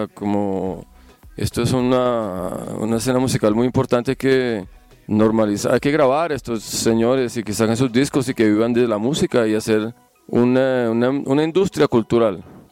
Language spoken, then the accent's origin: Spanish; Bogotá, Colombia; born there; pues mira, yo nací en Bogotá, ¿cierto?